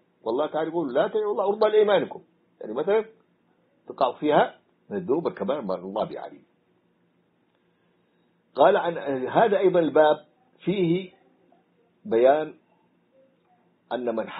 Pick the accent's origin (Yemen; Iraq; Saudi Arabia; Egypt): Yemen; Hadramaut; رأيتها صورة أحد الدجاجلة عندنا في حضرموت